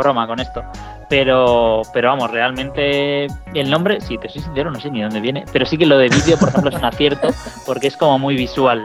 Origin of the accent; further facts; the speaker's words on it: Spain; sobre todo nosotros que somos españoles